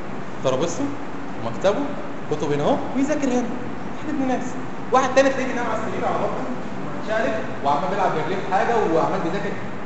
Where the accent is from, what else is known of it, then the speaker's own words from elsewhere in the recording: Egypt; بنقول عليه احنا كمصريين اسمه المدد